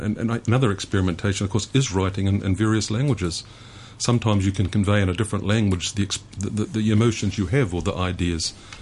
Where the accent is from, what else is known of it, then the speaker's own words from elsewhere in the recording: New Zealand; first language Maori; English is a second language; My first language is Māori, because I am a Māori from New Zealand, and I grew up with that. English, of course, but both Māori and English are official languages in New Zealand, where I grew up initially.